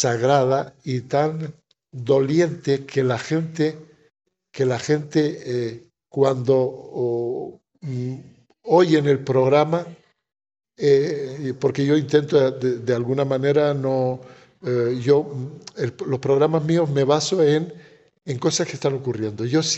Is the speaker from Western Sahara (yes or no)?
yes; Western Sahara; utilizo también esto de que soy saharaui, no soy un periodista extranjero que estoy hablando de mi causa